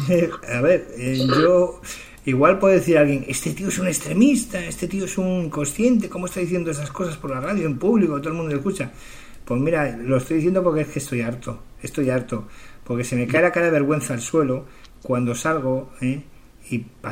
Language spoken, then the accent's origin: Spanish; Spain; yo no soy proetarra, soy más español que español, de toda la puta vida